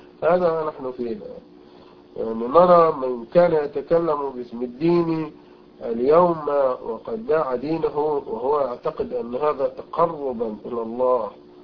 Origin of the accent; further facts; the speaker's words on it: Egypt; وعندنا في مصر مثلا كثير الكثير